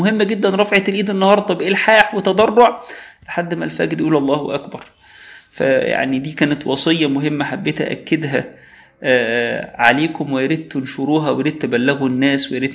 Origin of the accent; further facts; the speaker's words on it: Egypt; كون إن هي مش عندنا في مصر ليلة وترية،